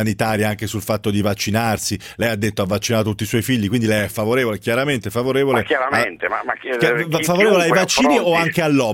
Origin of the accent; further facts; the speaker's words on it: Tuscany, Italy; Sì, io sono toscano ma mi defilo